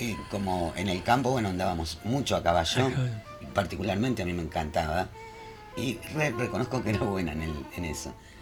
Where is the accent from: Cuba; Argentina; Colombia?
Argentina; Tres Arroyos, Buenos Aires Province; En provincia de Buenos Aires, en Tres Arroyos. Pero mi infancia la pasé en el campo, que es linda.